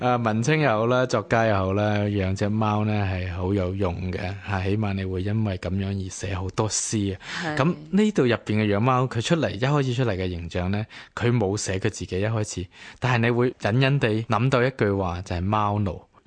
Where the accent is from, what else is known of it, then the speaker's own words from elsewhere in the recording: Hong Kong; 回归对于我哋香港人嚟讲，即刻都系会谂到咧香港回归呢样嘢啦